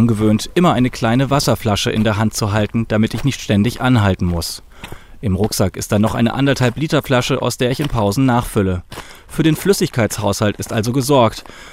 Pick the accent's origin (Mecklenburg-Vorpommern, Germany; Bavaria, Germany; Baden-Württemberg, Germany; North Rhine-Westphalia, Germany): Baden-Württemberg, Germany; dass sie aus meiner alten Heimat kommt, aus Südbaden